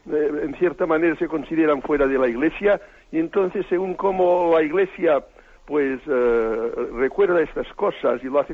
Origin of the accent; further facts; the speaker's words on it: Barcelona, Catalonia, Spain; soy de Barcelona.